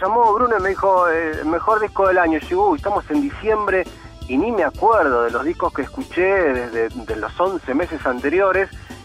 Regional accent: General Madariaga, Buenos Aires Province, Argentina; Estoy en mi pueblo, estoy en Madariaga.

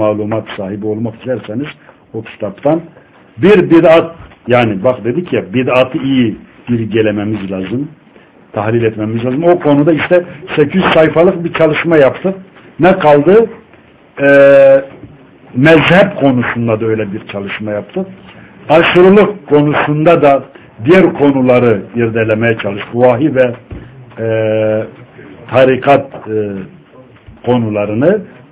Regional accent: Batman, Batman Province, Turkey; Hatta Batman'da da, ben Batmanlıyım. Ben orada mahalli televizyonda program yapıyordum.

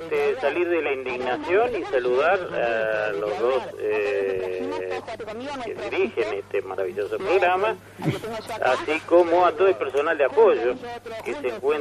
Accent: Uruguay; Este día nos define como uruguayos, como el pueblo más solidario del mundo.

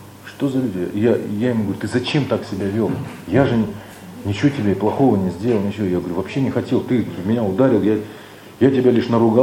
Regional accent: Russia; Я обычный человек. Я обычный россиянин.

